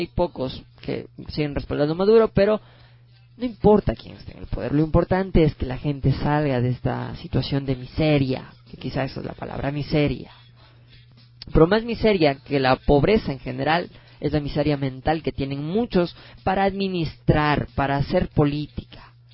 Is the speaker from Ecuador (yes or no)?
yes; Ecuador; Pero así somos nosotros los ecuatorianos.